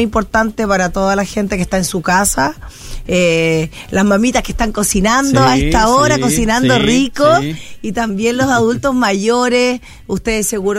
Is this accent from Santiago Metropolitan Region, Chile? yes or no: no; Viña del Mar, Valparaíso, Chile; yo soy nacida y criada en la Quinta Región. Nací en Viña del Mar, pero también viví no solamente en Viña, también viví en Valparaíso.